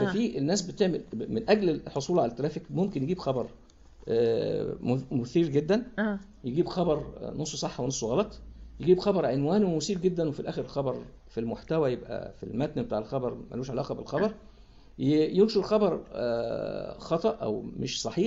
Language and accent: Arabic; Egypt; وفي اللي حصل عندنا في مصر